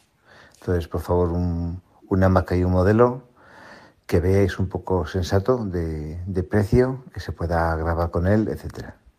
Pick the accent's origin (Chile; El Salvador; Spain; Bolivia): Spain; Burgos, Castile and León; soy de Burgos, España.